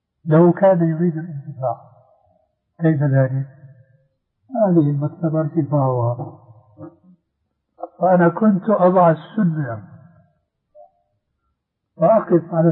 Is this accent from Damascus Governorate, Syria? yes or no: yes; Damascus, Damascus Governorate, Syria; يبعثر الكتب فيها الصالح والطالح كما يقال عندنا في دمشق